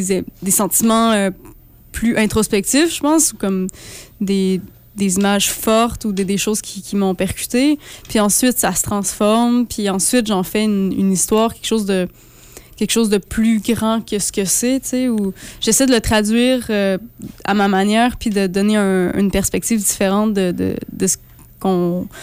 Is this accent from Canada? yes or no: yes; Quebec, Canada; now in Montréal, Canada; Ben moi, je viens de Saint-Andéman, en Gaspésie.